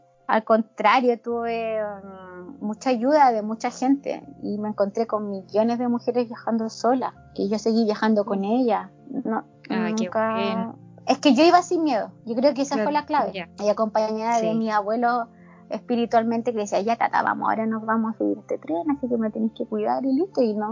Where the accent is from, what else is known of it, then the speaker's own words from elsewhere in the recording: Chile; soy chilena, llegué recién